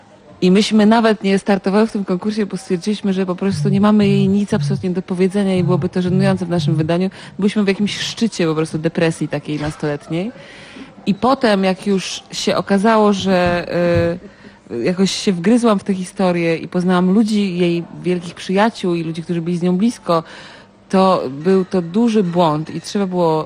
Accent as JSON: {"language": "Polish", "town": "Gdynia", "region": "Pomeranian Voivodeship", "country": "Poland", "tie": "born there", "said": "ja się urodziłam w Gdyni i ja tutaj bywałam lat temu, 25"}